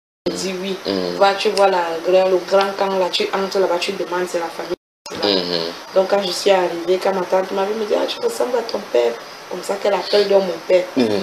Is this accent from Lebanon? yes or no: no; Mbalmayo, Centre, Cameroon; j'ai grandi en Balmayo.